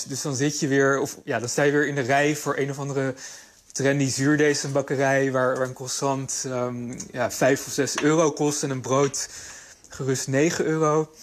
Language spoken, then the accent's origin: Dutch; Amsterdam, North Holland, Netherlands; ik ben nu 34 jaar en ik ben opgegroeid in Amsterdam.